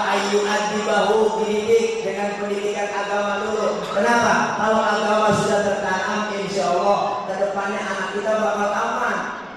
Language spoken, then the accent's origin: Indonesian; Kemayoran, Jakarta, Indonesia; Kalau biasanya kita orang Betawi kemayoran namanya dapet-dapet, ada ciri-ciri nama orang Betawi.